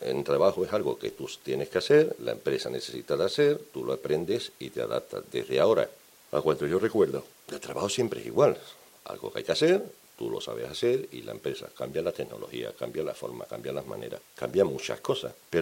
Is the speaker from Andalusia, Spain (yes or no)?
yes; Andalusia, Spain; Dice, ¿tú vienes de Galicia? Digo, no, yo vengo de Andalucía.